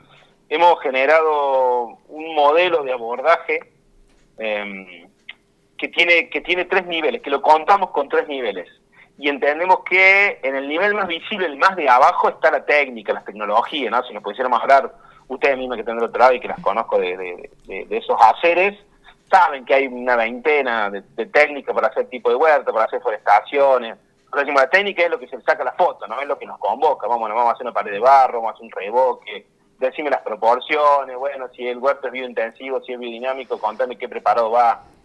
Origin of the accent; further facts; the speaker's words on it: Oncativo, Córdoba, Argentina; En una primera etapa vinimos mucho de nuestro pueblo natal, éramos como cerca de 6-7 familias que vinimos de Oncativo